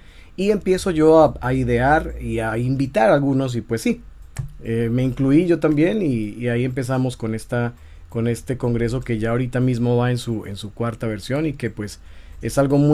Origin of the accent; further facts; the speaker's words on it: Colombia; also born or lived in Tijuana, Mexico; yo soy colombiano y vengo a Tijuana en ese año, en 2015. Luego me regreso en 2016, después de vivir aquí un poquito más de un año, y me regreso para Colombia. Y bueno, estoy yendo y viniendo, 6 meses acá, 6 meses allá y así.